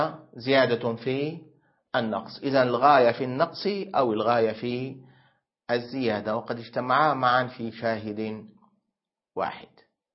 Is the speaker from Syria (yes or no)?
yes; Syria; عندنا في سوريا يقولون لا تأكل السمك واللبن وتدخل بعدها حمام الاغتسال بعد العصر، هذه حكايات جدتي